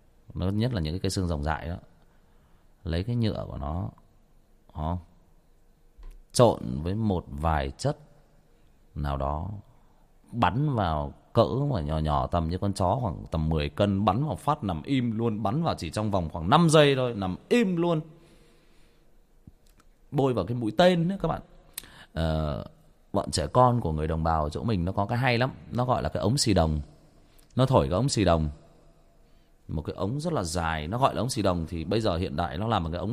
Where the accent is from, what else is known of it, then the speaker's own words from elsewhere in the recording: Trà Vinh, Vietnam; Quê tôi Trà Vinh